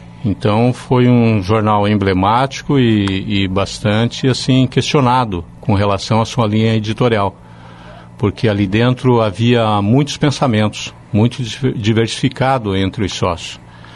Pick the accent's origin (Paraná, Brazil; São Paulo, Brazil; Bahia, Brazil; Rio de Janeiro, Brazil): Paraná, Brazil; Curitiba; also born or lived in Foz do Iguaçu; Eu sou de Foz do Iguaçu, me criei em Curitiba, tá? Fui para lá ainda muito pequeno.